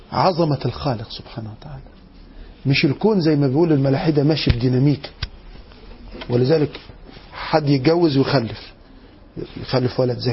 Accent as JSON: {"language": "Arabic", "country": "Egypt", "said": "احنا كمصريين بنحب آل البيت"}